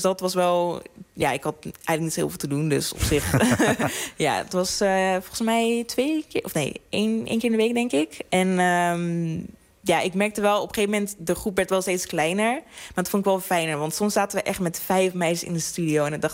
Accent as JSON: {"language": "Dutch", "town": "Breda", "region": "North Brabant", "country": "Netherlands", "moved": "as an adult", "lives_now": "Schiedam, Netherlands", "said": "Want ik kom eigenlijk uit Breda."}